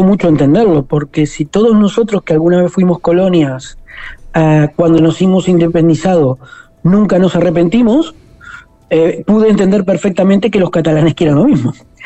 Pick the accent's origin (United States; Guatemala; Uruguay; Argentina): Uruguay; now in Spain; Yo ya no me siento un inmigrante. ¿Por qué? Porque hace 20 años que vivo en este país. Y Uruguay siempre será mi tierra. Pero el país donde vivo, donde están mis hijos, donde estarán mis nietos, se llama Cataluña.